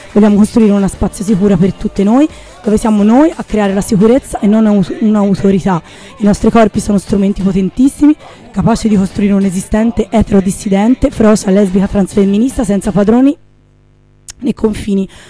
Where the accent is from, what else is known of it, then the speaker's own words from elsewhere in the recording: Florence, Tuscany, Italy; Scusi, noi siamo fiorentini.